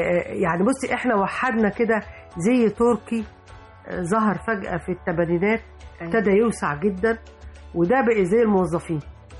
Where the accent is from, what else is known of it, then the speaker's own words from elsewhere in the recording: Upper Egypt, Egypt; طب انا كصعيدية من قرية تقريبا الشقة اندثرت منها